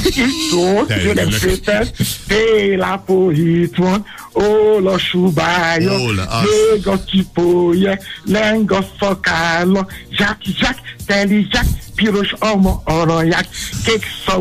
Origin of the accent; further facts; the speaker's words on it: Nigeria; Hungarian is a second language; now in Hungary; amikor gyerek voltam Nigériában, én is álltam sorba, korán reggel